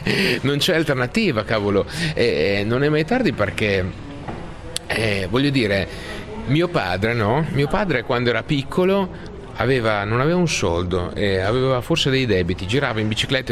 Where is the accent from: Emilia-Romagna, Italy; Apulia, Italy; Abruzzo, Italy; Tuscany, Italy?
Emilia-Romagna, Italy; forse da buon emiliano cerco di vedere sempre le cose positive, no?